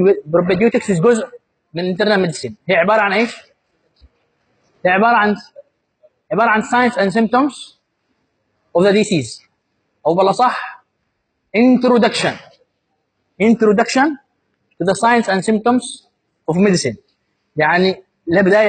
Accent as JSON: {"language": "Arabic", "country": "Yemen", "said": "بالذات عندنا في اليمن"}